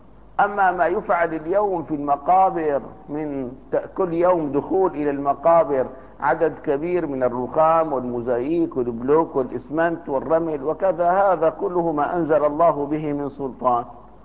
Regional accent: Damascus, Damascus Governorate, Syria; عندنا في دمشق لكفت أهل دمشق مرات ومرات

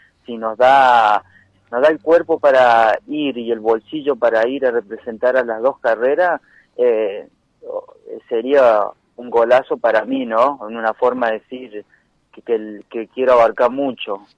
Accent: Argentina; sé cómo es en mi Argentina, lo digo siempre, porque vivo acá, en mi país, y se vive así, ¿viste?

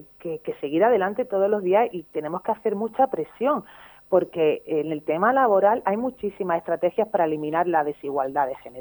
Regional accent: Málaga, Andalusia, Spain; no olvidéis que soy boquerona malagueña.

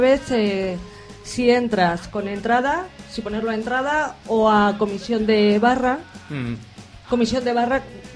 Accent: Madrid, Community of Madrid, Spain; now in Segovia, Spain; Bueno, yo aunque soy madrileña, vivo en Segovia

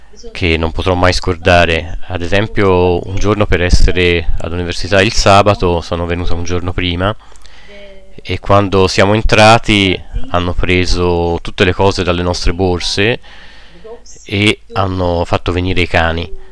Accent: Tulkarem, West Bank, Palestine; Io sono di Tulkarem, che normalmente è a una distanza di non più di 25 minuti in macchina

